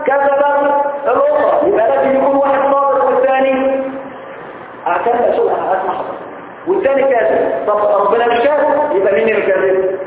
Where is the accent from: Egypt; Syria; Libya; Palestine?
Egypt; الجماعه اللي عندنا في مصر النهارده